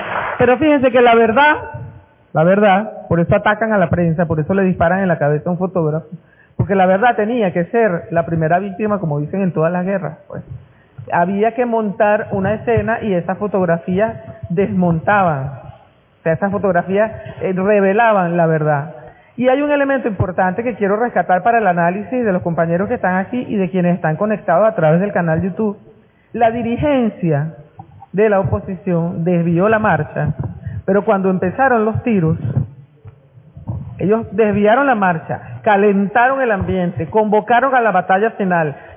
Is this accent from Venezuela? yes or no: yes; Venezuela; nos pongamos la mano en el pecho como venezolanos y venezolanas y digamos que eso nunca más puede pasar en nuestro país